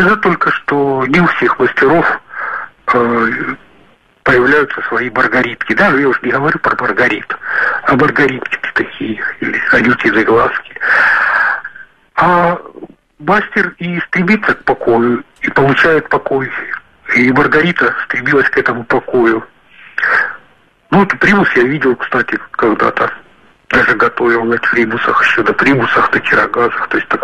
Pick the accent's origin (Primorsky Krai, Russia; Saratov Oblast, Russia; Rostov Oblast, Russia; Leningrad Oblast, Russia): Rostov Oblast, Russia; Rostov-on-Don; now in Goryachy Klyuch, Russia; Вообще я родился в Ростове, много лет там прожил.